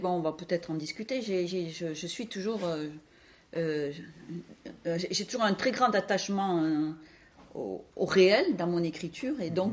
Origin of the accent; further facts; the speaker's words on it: south of the Loire, France; born there; Vous l'entendez à mon accent, je suis née en dessous de la Loire, bien en dessous de la Loire.